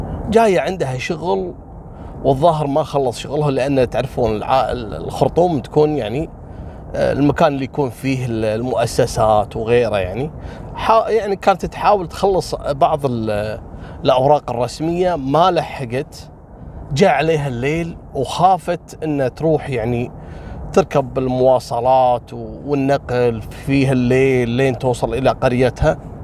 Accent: Kuwait; أمس كان في إغبار عندنا في الكويت وأجلت التصوير إلى اليوم.

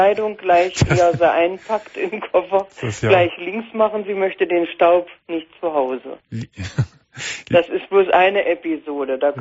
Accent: Saxony-Anhalt, Germany; Er ist aus dem Harz und ich bin aus der Magdeburger Börde.

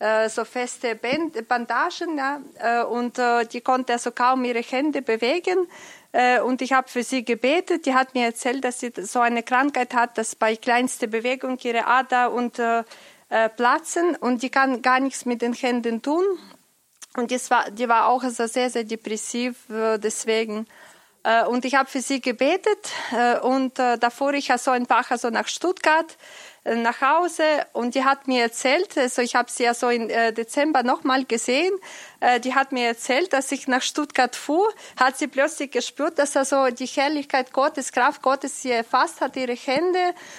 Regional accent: Ukraine; Und das hat ja eine so christliche Gemeinde aus der Ukraine, wo ich herkomme, so organisiert.

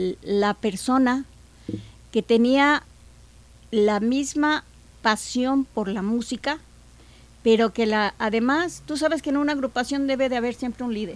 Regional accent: Mexico; Soy un mexicano.

